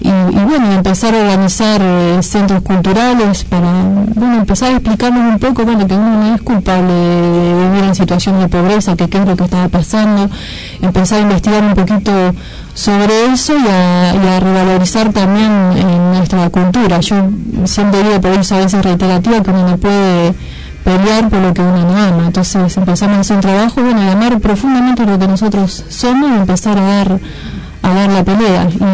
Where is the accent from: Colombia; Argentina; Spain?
Argentina; Cuartel Quinto, Buenos Aires Province; Como ya dije anteriormente, soy de Cuartel Quinto, y por ahí Cuartel Quinto se caracteriza bastante por la cantidad de organizaciones que existen.